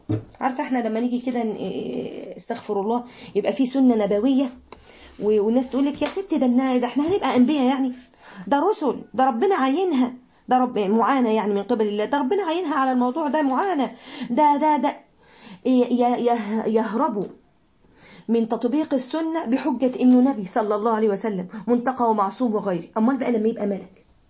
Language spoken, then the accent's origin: Arabic; Mansoura, Dakahlia, Egypt; من المنصورة ربنا يبارك في الجميع